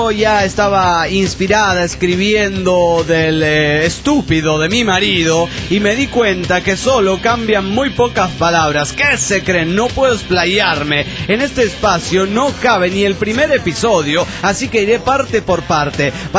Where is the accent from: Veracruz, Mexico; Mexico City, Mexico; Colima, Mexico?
Mexico City, Mexico; del DF Mexicano